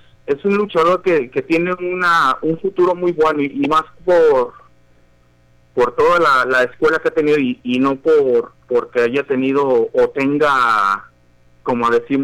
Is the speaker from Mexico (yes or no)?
yes; Guadalajara, Jalisco, Mexico; now in London, United Kingdom; Yo soy de Guadalajara, ajá, pero estoy radicando actualmente en Londres.